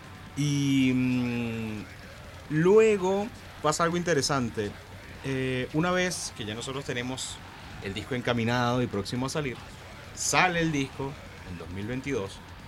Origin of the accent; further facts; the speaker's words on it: Venezuela; Todos somos de Venezuela, sí.